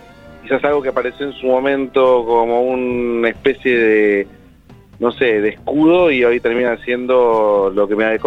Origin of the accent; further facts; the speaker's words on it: Coghlan, Buenos Aires, Argentina; Somos las tres personas de Coghlan.